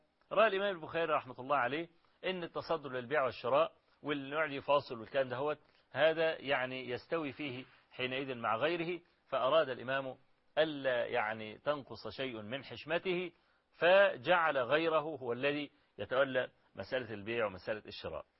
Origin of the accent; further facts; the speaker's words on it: Kafr El Sheikh, Kafr El Sheikh Governorate, Egypt; عندنا في كفر الشيخ يعني